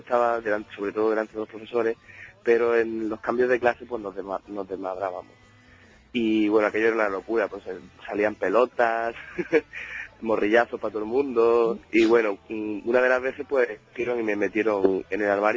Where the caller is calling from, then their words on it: Granada, Andalusia, Spain; pues llamo desde Granada, pero soy de Roqueta.